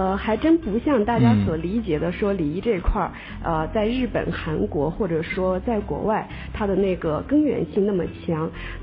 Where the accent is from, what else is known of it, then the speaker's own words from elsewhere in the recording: China; 然后这个我们中国人就是耐不住那个等待红灯的时间